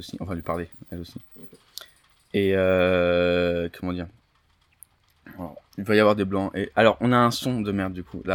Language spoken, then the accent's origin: French; Île-de-France, France; ça c'est un truc qui m'intéresse vu que je suis de Seine-et-Marne aussi.